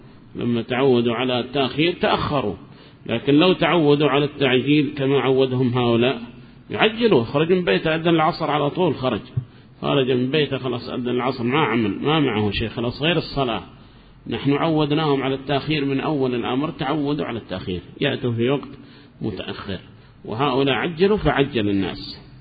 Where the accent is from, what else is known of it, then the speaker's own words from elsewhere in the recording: Hadramaut, Yemen; نحن عندنا في حضرموت نحدد الوقت هنا نصف ساعة مثلا بين الأذان والإقامة